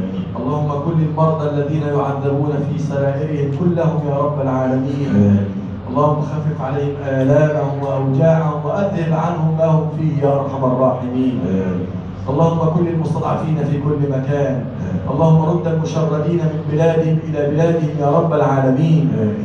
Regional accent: Egypt; اللهم اجعل بلدنا مصر بلدا امنا سخاء رخاء وسائر بلاد المسلمين.

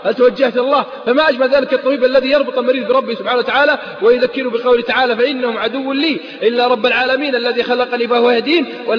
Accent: Al-Qassim, Saudi Arabia; عندنا في القصيم يقول مالي شغل

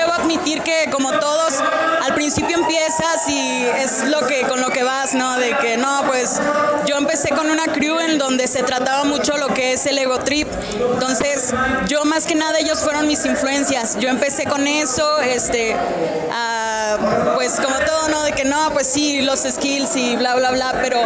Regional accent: Saltillo, Coahuila, Mexico; vengo de Saltillo.

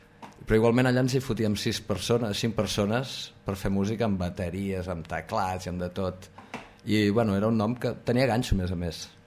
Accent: Barcelona, Catalonia, Spain; Vaig néixer a Barcelona.

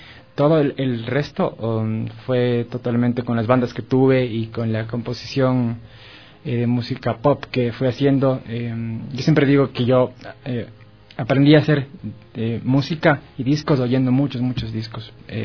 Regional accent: Cuenca, Azuay, Ecuador; now in Quito, Ecuador; cuando yo llegué de Cuenca tenía una perspectiva musical totalmente distinta, además cultural, porque Cuenca es una ciudad muy chévere, pero es bien chiquita y no hay todo lo que hay en Quito como capital

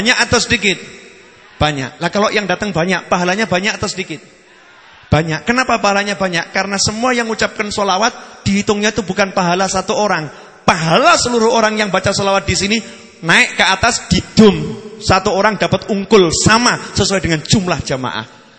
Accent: Surakarta, Central Java, Indonesia; Saya ini orang Solo Mary.

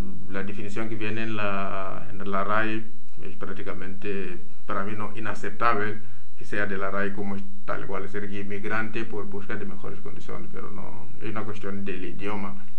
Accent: Mozambique; also born or lived in Italy / Kenya; now in Spain; He nacido en Mozambique, he vivido mitad de mi vida en Mozambique. Y la otra mitad en España, digamos. También he vivido en otros países, en Italia y en Kenia.

